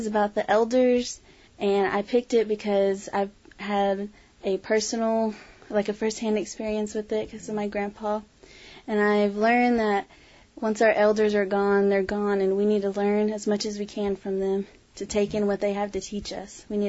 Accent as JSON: {"language": "English", "town": "Tahlequah", "region": "Oklahoma", "country": "United States", "said": "Tahlequah."}